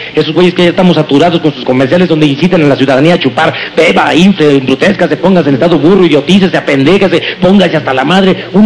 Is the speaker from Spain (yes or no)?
no; Mexico; como mexicano que soy, me di cuenta que no éramos autosuficientes en el sector agrícola